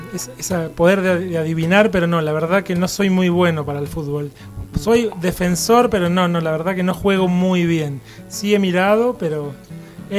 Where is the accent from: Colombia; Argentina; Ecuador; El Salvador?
Argentina; Santa Isabel, Santa Fe; now in Venado Tuerto, Argentina; yo nací en Santa Isabel, que es un pueblito muy pequeño de 4.000 habitantes al sur de la provincia de Santa Fe. Viví ahí gran parte de mi vida y hace unos 10 años me mudé a Venado Tuerto